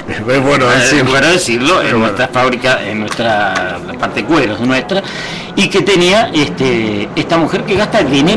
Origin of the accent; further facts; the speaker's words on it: Uruguay; Podemos criticarlo nosotros, porque somos uruguayos.